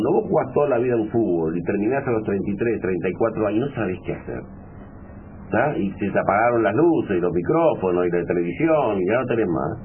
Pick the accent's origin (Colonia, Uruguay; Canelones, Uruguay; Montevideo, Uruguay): Montevideo, Uruguay; born there; Yo nací en La Teja, no sé, la mano, estudié en el Liceo del Cerro